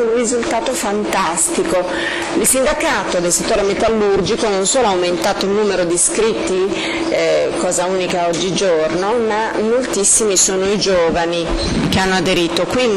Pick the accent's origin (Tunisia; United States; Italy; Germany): Germany; in Germania, nel mio paese, abbiamo il sindacato del settore metalli